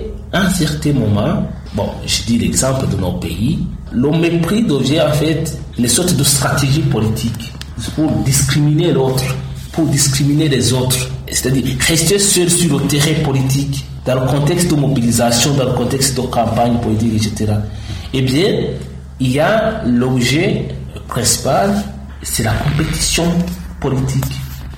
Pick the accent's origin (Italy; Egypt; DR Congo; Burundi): Burundi; c'est d'abord, nous sommes des Burundais.